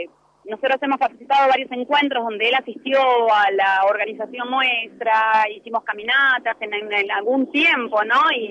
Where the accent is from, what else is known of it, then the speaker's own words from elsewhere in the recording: Moreno, Buenos Aires Province, Argentina; somos de Moreno. O sea, Cuartel Quinto siempre fue olvidado, pertenecemos a Moreno, no a otra localidad.